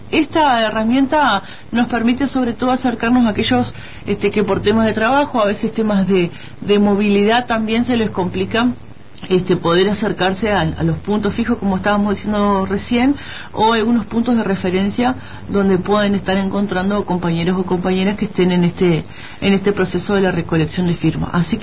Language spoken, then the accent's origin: Spanish; Uruguay; como población, como pueblo uruguayo